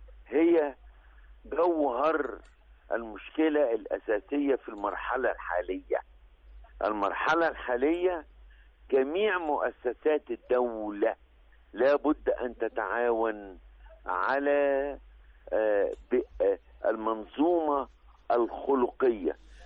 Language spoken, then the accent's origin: Arabic; Egypt; في أي إنسان عندنا في مصر